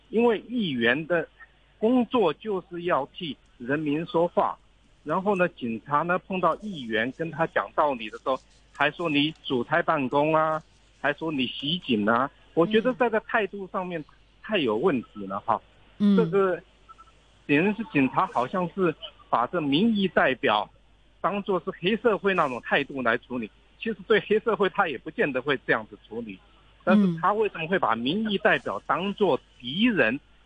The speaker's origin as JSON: {"language": "Chinese", "country": "Taiwan", "second_language": "Chinese", "lives_now": "Hong Kong", "said": "我係台灣人啊。"}